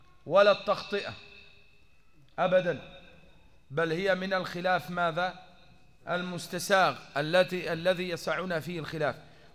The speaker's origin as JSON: {"language": "Arabic", "region": "Upper Egypt", "country": "Egypt", "said": "أنا صعيدي من سنة 92"}